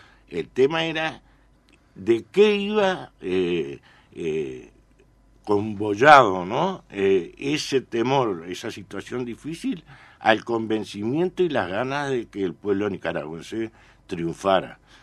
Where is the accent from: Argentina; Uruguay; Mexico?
Uruguay; Uruguayos, éramos 50.